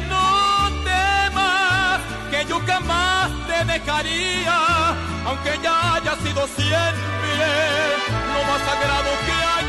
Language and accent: Spanish; Mexico; Me siento muy orgulloso de mi tierra mexicana. De portar traje de charro y ser mariachi por tradición.